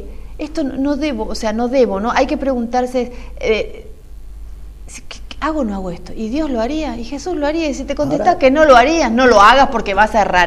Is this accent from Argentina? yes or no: yes; Corrientes, Argentina; Soy correntina, vamos para atrás, soy correntina, de pura cepa.